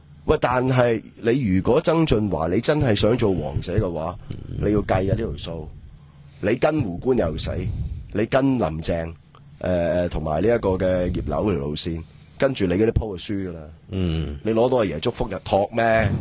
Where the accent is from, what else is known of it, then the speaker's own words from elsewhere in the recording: Hong Kong; 呢啲啱我哋香港人聽嘅嘢嚟㗎。